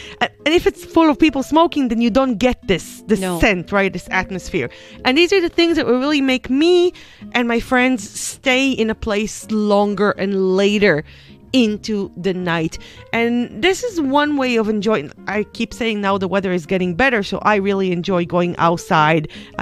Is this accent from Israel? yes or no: yes; Israel; English is a second language; I'm coming from Israel, and the Mediterranean in particular, we are a nighttime economy.